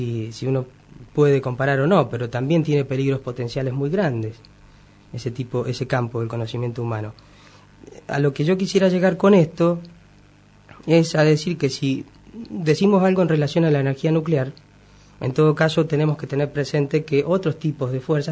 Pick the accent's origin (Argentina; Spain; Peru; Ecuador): Argentina; Mendoza; born there; Yo nací en Mendoza